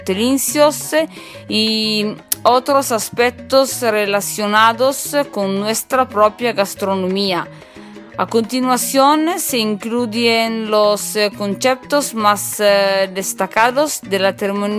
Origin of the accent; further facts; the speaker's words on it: northern Italy, Italy; Spanish is a second language; soy italiana de norte de Italia, soy una cocinera